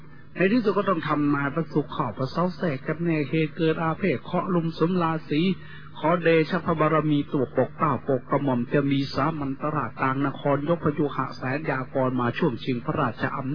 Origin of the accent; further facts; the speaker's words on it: Isan, Thailand; โดยเฉพาะพี่น้องชาวอีสานเราทุกข์ยากลำบากกว่าชาติอื่นทุกอย่างลำบากกว่าแหล่งอื่นที่สุด